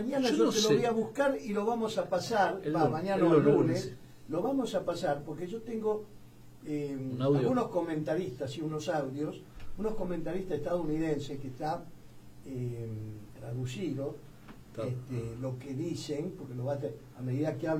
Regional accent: Argentina; Entonces, ¿qué somos los argentinos? Hemos perdido hasta la vergüenza, hermano.

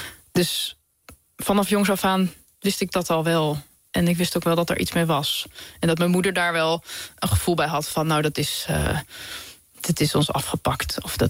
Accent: Amersfoort, Utrecht, Netherlands; Ik ben opgegroeid in Amersfoort

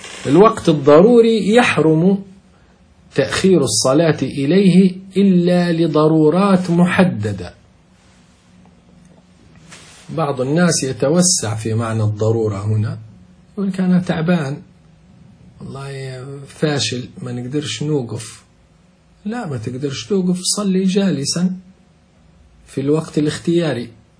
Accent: Libya; نحن نقول عندنا في ليبيا نقول الظل يموت

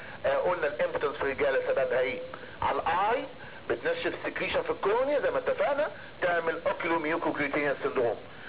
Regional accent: Egypt; ودول اشهر تو بيتا بلوكر عندنا في مصر بيستخدموا

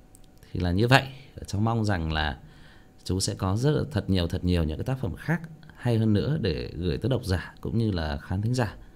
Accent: Northern Vietnam, Vietnam; bởi vì cháu sinh ra và lớn lên ở miền Bắc, thế cho nên là có một số những cái ngôn ngữ của các địa phương khác thì cháu cũng chưa thể thể hiện tốt được.

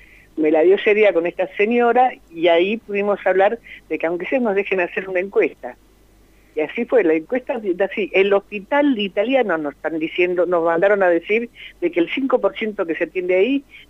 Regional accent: Argentina; born there; Yo nací en la Argentina, soy quinta generación de negros esclavos acá

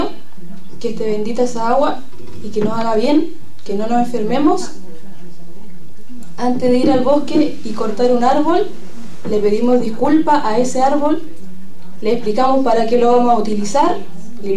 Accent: Licán Ray, Araucanía, Chile; Hola a todos los hermanos, yo soy de Licanray de Chile, del país de Chile

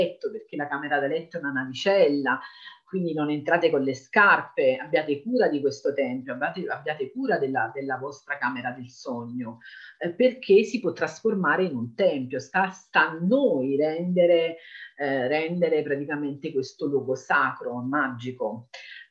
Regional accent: Naples, Campania, Italy; now in Calabria, Italy; Io vivo in Calabria, ma sono napoletana

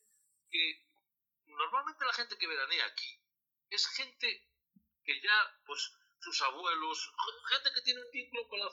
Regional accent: Asturias, Spain; los que somos asturianos somos muy asturianos

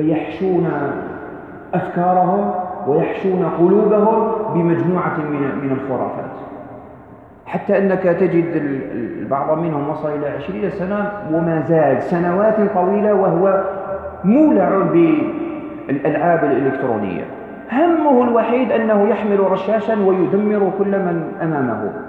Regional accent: Algeria; ووقعت هنا عندنا في الجزائر.

